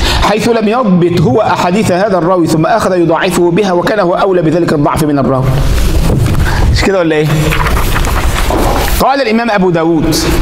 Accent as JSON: {"language": "Arabic", "country": "Egypt", "said": "يعني واحد مرة عندنا في مصر"}